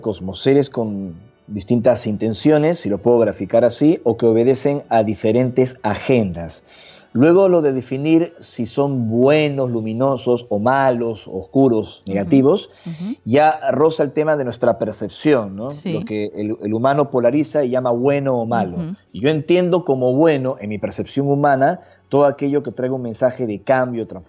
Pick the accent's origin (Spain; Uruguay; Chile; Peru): Peru; Yo nací y crecí en Perú, como ya mencionamos, y es un país fecundo de misterios